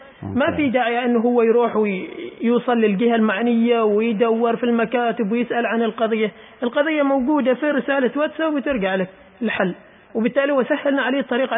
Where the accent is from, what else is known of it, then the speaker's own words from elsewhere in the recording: Oman; يا أخي أنا عماني، أنت لازم كعماني تدعمني